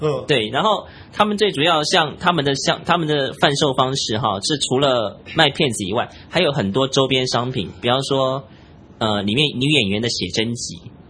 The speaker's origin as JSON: {"language": "Chinese", "country": "Taiwan", "said": "我来自台湾。"}